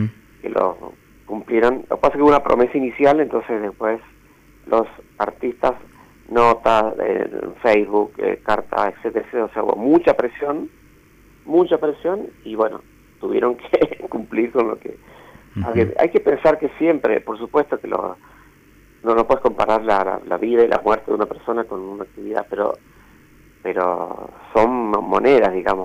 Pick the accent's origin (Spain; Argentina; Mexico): Argentina; Mendoza; ando por esta zona, por el valle de Río Negro, hace varios años viviendo acá. Pero soy mendocino de origen, con mucho orgullo.